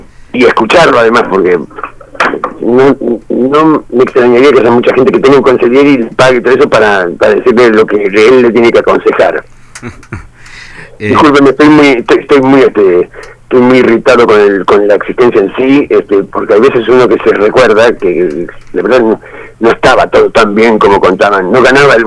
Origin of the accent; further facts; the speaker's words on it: Villa Gesell, Buenos Aires Province, Argentina; había pasado por mi pueblo, la pena era que yo había nacido 5 minutos antes, 5 minutos más tarde, o bueno, en fin, tenía 7 años cuando todo eso pasaba.